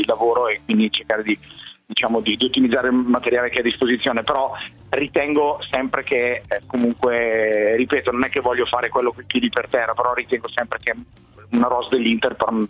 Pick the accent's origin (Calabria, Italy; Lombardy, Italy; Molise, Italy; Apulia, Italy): Lombardy, Italy; Bergamo; credo che tutti noi bergamaschi sicuramente stiamo godendoci, io poi sono bergamasco